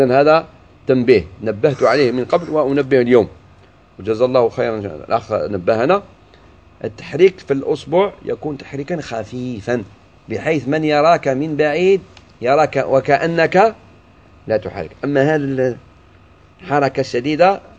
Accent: Algeria; وخاصة في بلادنا الجزائر

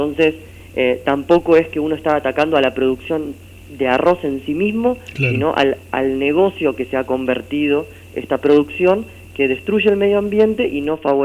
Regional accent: Quilmes, Buenos Aires Province, Argentina; born there; now in Corrientes, Argentina; Yo soy nacido en Quilmes, provincia de Buenos Aires, y vivo hace 2 años en Corrientes.

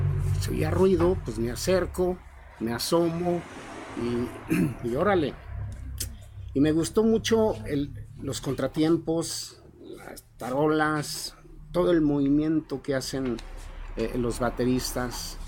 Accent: Guadalupe, Mexico; Había como 5 o 6 locos en Guadalupe, en mi pueblo, nada más.

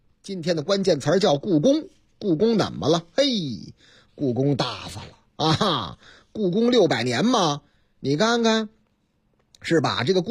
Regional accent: Beijing, China; 北京青年报说咱北京，呵，我老家南城厉害了

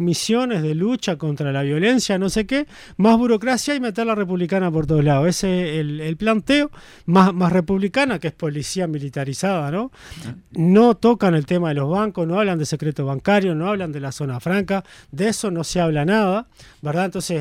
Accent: Maldonado, Uruguay; Como soy de Maldonado y conozco más

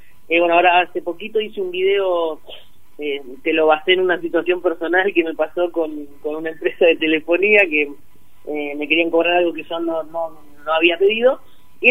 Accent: La Plata, Buenos Aires Province, Argentina; Sí, yo soy de La Plata, Fran también.

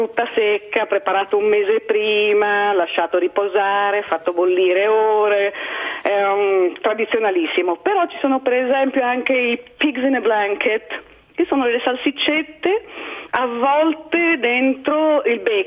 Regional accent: Liguria, Italy; io sono ligure e a Natale si mangia il capomagro e la sacrepantina

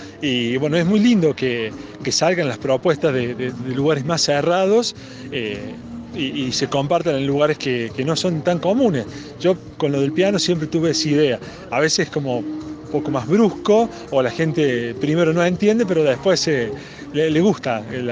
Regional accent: Bell Ville, Córdoba, Argentina; Soy de Belville, de acá de la provincia de Córdoba

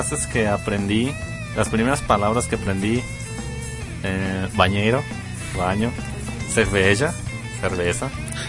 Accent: Mexico; y luego soy mexicano, no, pues bien felices, no, es mexicano por aquí, mexicano por allá

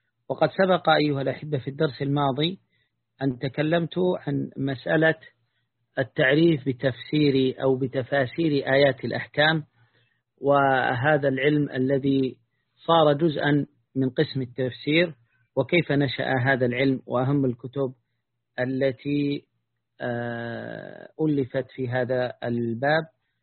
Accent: Taiz Governorate, Yemen; وأنا من قريتي، من مشارف جبال قريتي المشاولة، أرى حدود موزع، يعني فكأن بيننا وبينها قرابة 20 كيلا

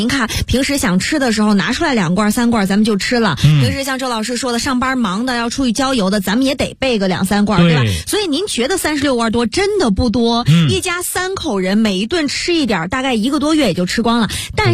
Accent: Dalian, Liaoning, China; 因为你像我从小就是在大连长大的，我经常吃渤海湾的海鲜。

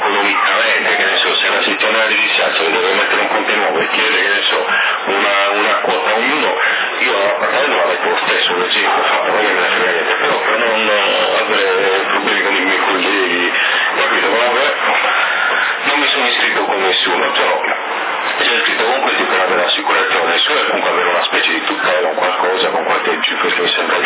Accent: Sassari, Sardinia, Italy; Poi a Sassari, lo stesso, essendo di Sassari

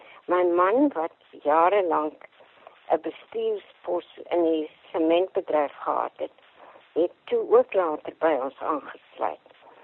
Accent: Transvaal, South Africa; also born or lived in Beaufort West; ek is in Beaufort West gebore, en my pa is vroeg dood, en toe het ons so 10 jaar uit is Transvaal toe getrek, waar my oupa, my ma se pa, dit 'n melkplaas gehad het. En ek het basies op daai melkplaas net buitekant Germiston groot geword.

